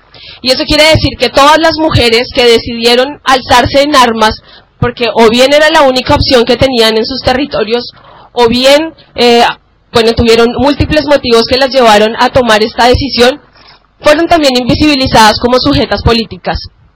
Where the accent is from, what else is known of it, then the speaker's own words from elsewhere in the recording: Colombia; Nosotras como mujeres colombianas tenemos la fortuna y la tristeza de tener que contar la historia de más de 50 años de enfrentamiento armado